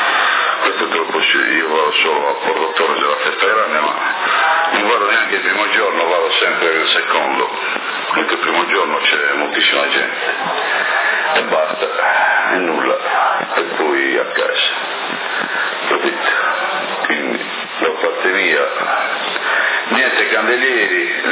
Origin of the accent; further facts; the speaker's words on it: Porto Torres, Sardinia, Italy; non sono sassarese, sono portorese io.